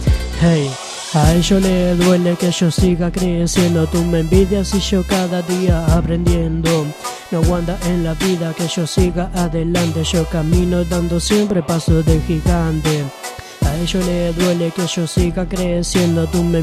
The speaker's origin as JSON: {"language": "Spanish", "region": "Santa Fe", "country": "Argentina", "said": "Que yo soy de Santa Fe, por eso."}